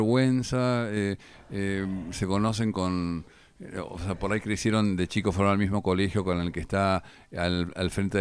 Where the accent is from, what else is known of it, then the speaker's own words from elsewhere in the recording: Argentina; Y aparte somos argentinos